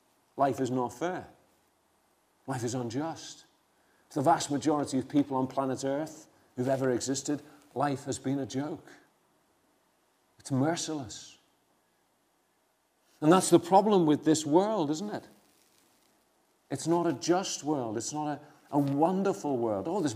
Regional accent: Liverpool, North West England, United Kingdom; I come from a family from Liverpool, you know, where the sea was almost second nature.

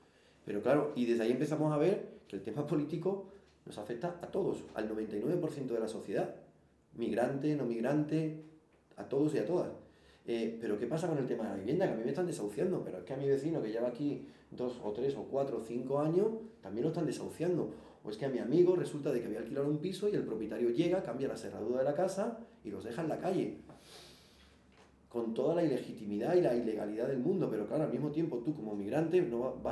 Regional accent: Jerez de la Frontera, Andalusia, Spain; also born or lived in France; now in Madrid, Spain; Bueno, yo no soy de aquí, yo soy de Jerez, me fui a Francia, ahora soy en Madrid.

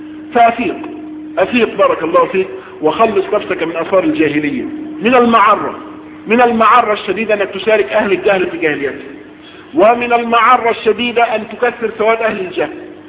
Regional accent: Egypt; على وزن نحن وعلى وضعنا احنا كمصريين

